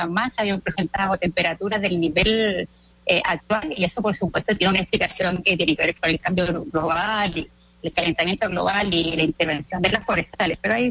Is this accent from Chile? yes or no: yes; Chile; Sometidos, digamos, como chilenos, a un sistema de comunicación.